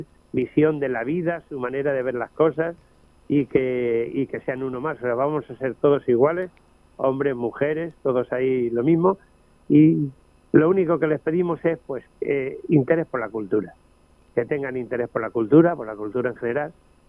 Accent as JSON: {"language": "Spanish", "town": "Talavera de la Reina", "region": "Castilla-La Mancha", "country": "Spain", "said": "me siento muy talaverano, me gusta mi pueblo, me duele mucho. Y hay algunos que les molesta siempre lo de pueblo, que digo pueblo, pero es que es mi pueblo. Yo quiero a Talavera"}